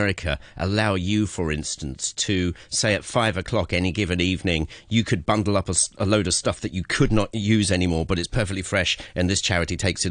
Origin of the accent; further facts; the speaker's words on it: South East England, United Kingdom; Southeast of England. It's it's a county called Kent.